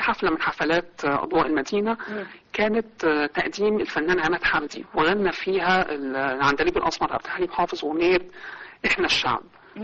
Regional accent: Shubra, Cairo Governorate, Egypt; من شبرا من مصر.

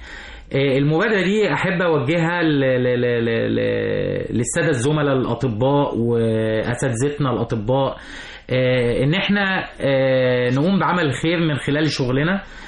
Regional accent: Egypt; احنا كمصريين

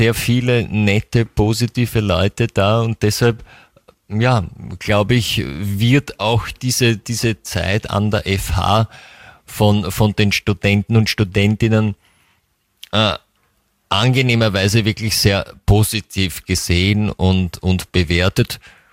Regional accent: Vienna, Austria; man fährt irgendwohin eher in den Westen als Wiener, habe ich den Eindruck.

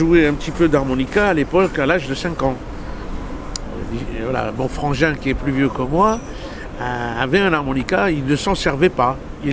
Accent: Algiers, Algiers Province, Algeria; born there; Moi, je suis né à Alger

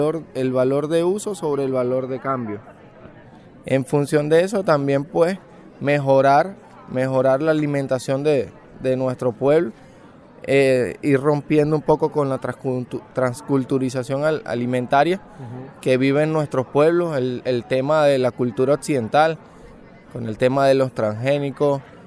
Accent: Venezuela; de Venezuela

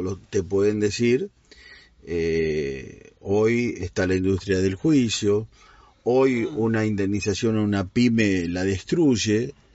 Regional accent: Cañuelas, Buenos Aires Province, Argentina; viste que yo vengo de Cañuelas, sí

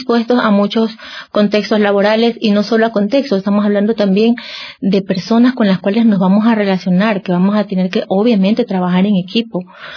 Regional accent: Ecuador; En cuanto a lo que es nuestro horario, nuestra idiosincrasia como ecuatoriano, somos reconocidos por nuestra hora ecuatoriana

